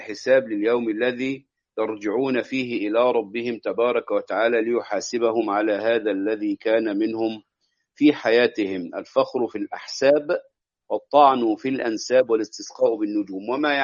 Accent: Egypt; هذا يحدث عندنا في مصر، لا أدري إن كان هذا يكون في بلدان أخرى أم لا.

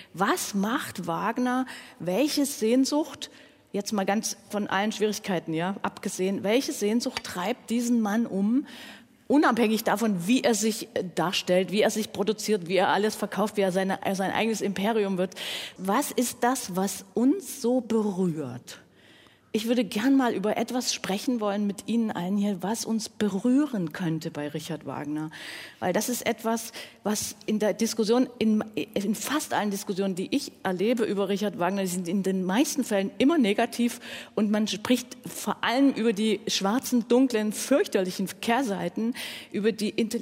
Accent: Dresden, Saxony, Germany; darf ich auch sagen als Dresdnerin, mit dem Humor.

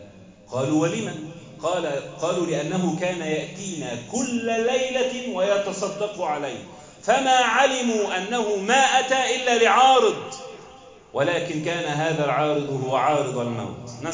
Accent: Egypt; واحفظ بلدنا مصر واجعلها آمنة مطمئنة وسائر بلاد

